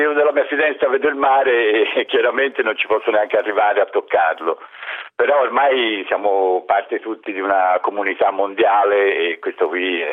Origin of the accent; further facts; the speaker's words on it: Florence, Tuscany, Italy; moved away as an adult; now in Pantelleria, Italy; io sono fiorentino, ma mi sono trapiantato qui a Pantelleria da 30 anni